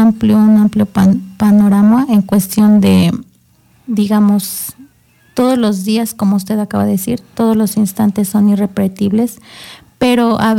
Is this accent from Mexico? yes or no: yes; Amecameca, State of Mexico, Mexico; Sí, así es. Yo nací aquí en Amecameca. Toda la vida he vivido aquí.